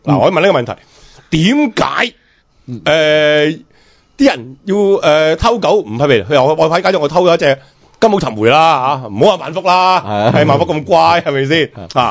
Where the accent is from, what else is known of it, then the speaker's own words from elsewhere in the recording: Guangdong, China; 即係如果你平时呢即係我哋广东人呢就唔会食呢隻叫番狗嘅东西